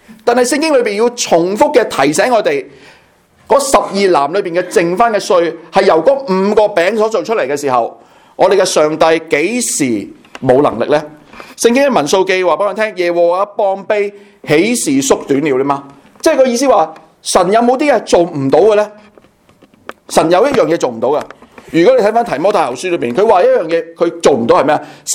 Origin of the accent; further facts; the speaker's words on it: Hong Kong; 我是香港人来的，我第一句已经说我是香港人来的